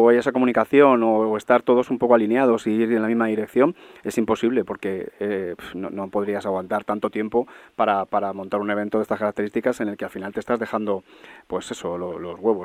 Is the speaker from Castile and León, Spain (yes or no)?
no; Madrid, Community of Madrid, Spain; Nosotros somos de Hortaleza, somos buena gente